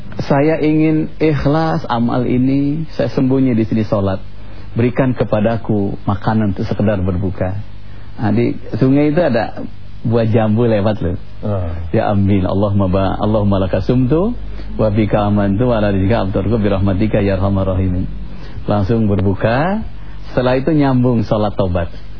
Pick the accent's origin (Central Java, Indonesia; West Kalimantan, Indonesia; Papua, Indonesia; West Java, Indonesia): West Java, Indonesia; Saya orang Sunda bu, jadi kadang-kadang gitu.